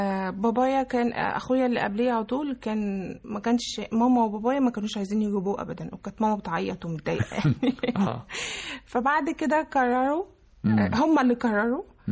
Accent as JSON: {"language": "Arabic", "town": "Alexandria", "region": "Alexandria Governorate", "country": "Egypt", "tie": "born or raised there", "said": "يعني تربيت في اسكندرية وعشت فيها. ما طلعتش بره،"}